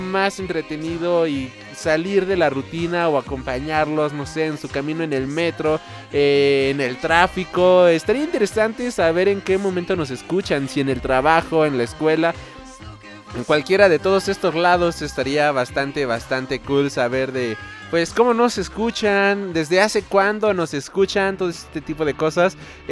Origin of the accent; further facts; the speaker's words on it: Mexico; tomando en cuenta de que yo soy de México.